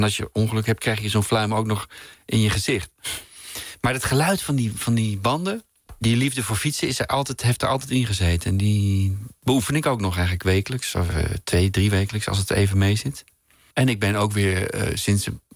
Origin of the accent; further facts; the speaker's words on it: Hilversum, North Holland, Netherlands; Nee, mijn jeugd hier in Hilversum, niet ver hier vandaan waar wij woonden...